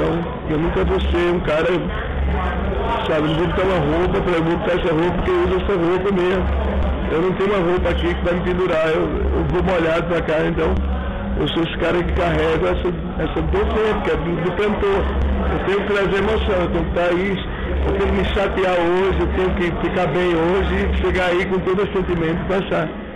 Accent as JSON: {"language": "Portuguese", "region": "Northeast Region", "country": "Brazil", "said": "eu sou do Nordeste"}